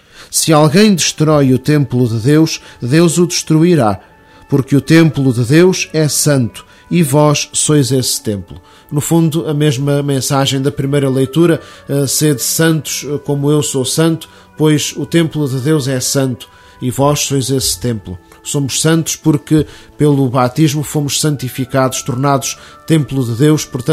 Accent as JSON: {"language": "Portuguese", "country": "Portugal", "said": "Isto envergonha-nos a todos como portugueses"}